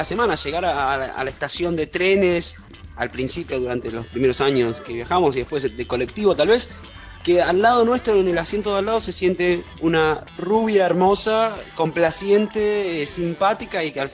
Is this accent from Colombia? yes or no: no; Mar del Plata, Buenos Aires Province, Argentina; de Mar del Plata, siempre teníamos este viaje de volver desde Buenos Aires a Mar del Plata los días de los fines de semana.